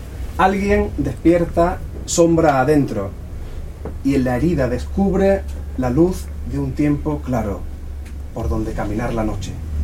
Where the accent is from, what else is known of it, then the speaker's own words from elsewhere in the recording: La Puebla, Andalusia, Spain; y yo soy de La Puebla, que está muy cerquita.